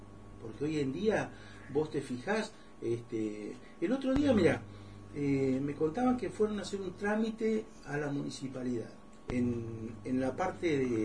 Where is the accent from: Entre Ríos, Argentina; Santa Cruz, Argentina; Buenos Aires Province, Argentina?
Santa Cruz, Argentina; Río Gallegos; soy nacido y criado en Río Gallegos.